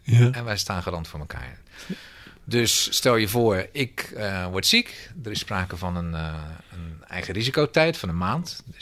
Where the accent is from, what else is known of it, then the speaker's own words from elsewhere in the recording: Schiedam, South Holland, Netherlands; Ik ben zelf Schiedammer.